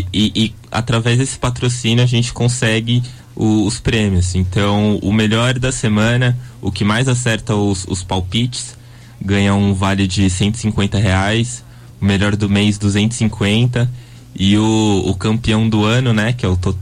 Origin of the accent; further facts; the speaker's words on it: São Paulo, Brazil; now in Rio de Janeiro, Brazil; Talvez vocês já tenham percebido pelo sotaque, eu não sou do Rio, sou de São Paulo. Mas cheguei aqui para estudar.